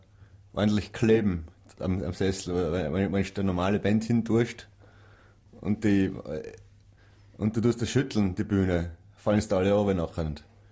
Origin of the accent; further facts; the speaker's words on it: Kastelruth, South Tyrol, Italy; Ja, wir sind alle gemeinsam in Kastrot aufgewachsen auf der Seiseralm.